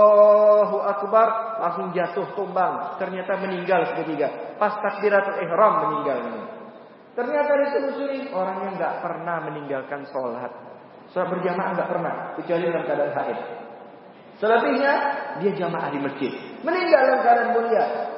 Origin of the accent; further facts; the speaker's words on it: Pontianak, West Kalimantan, Indonesia; Saya ini asli Pontianak, Kalimantan Barat.